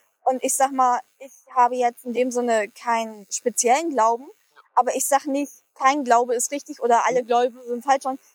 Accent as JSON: {"language": "German", "region": "Hamburg", "country": "Germany", "tie": "born or raised there", "said": "Und ich bin ja selber auch in Hamburg groß geworden."}